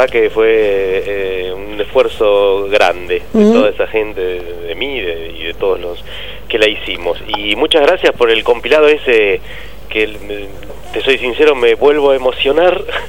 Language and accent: Spanish; Argentina; nos dan una clarísima mirada de quiénes somos los argentinos.